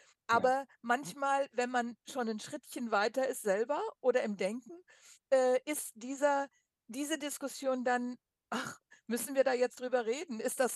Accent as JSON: {"language": "German", "country": "Germany", "moved": "yes", "lives_now": "United States", "said": "Und das hat mich damals als Deutsche, die da hinkam, ich gedacht, wunderbar."}